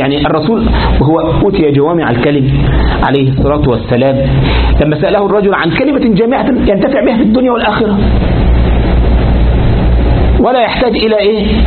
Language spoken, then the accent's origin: Arabic; Egypt; لكن بعض الناس بقى عندنا في مصر